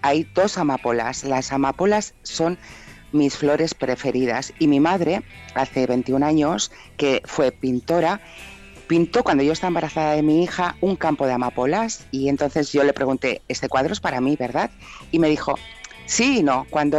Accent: Barcelona, Catalonia, Spain; aquí en Cataluña, porque yo soy catalana, soy de aquí de Barcelona

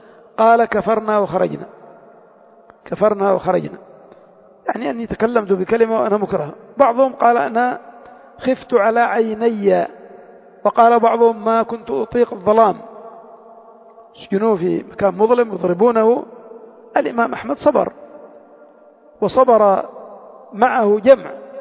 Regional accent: Yemen; بعض المسجونين عندنا في اليمن

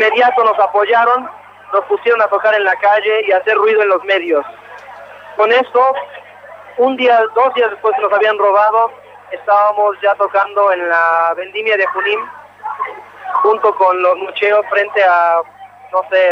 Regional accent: Mexico; now in Brazil; Soy mexicano, pero crecí en varias partes y ahora también soy brasilero.

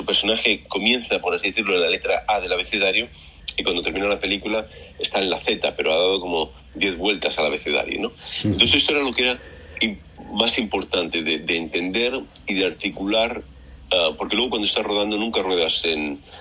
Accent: Madrid, Community of Madrid, Spain; also born or lived in Barcelona; Pues mira, yo soy de Madrid, pero viví en Barcelona un par de años

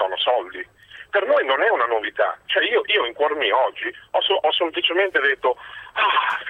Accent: Macerata, Marche, Italy; io sono di Macerata, seguo le vicende anche interne

